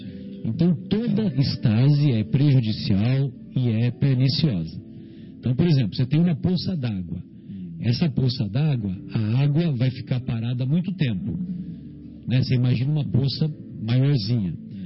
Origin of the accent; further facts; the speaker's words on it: São Paulo, Brazil; Que eu sou paulista